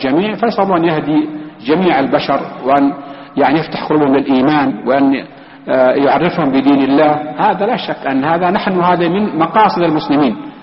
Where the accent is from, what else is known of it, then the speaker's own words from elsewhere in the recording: Palestine; مثلا أنا فلسطينيين